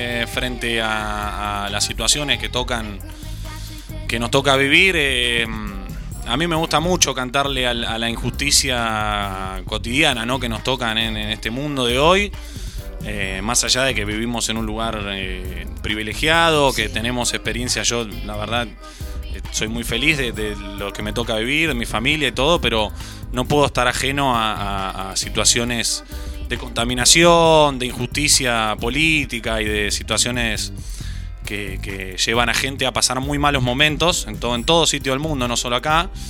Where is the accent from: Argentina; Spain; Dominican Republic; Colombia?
Argentina; San Marcos, Córdoba; soy nacido acá, soy enfermo de San Marcos, wow, claro, amo.